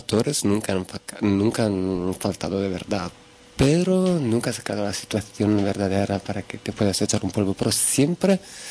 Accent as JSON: {"language": "Spanish", "country": "Italy", "second_language": "Spanish", "said": "siendo italiano, en Italia hay mucha homofobia también, entonces siempre te crías con el miedo"}